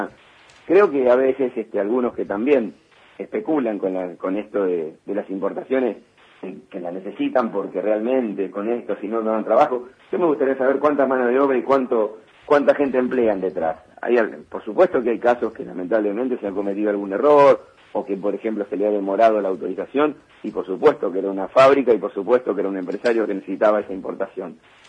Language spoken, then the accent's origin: Spanish; Argentina; vos viste cómo somos los argentinos.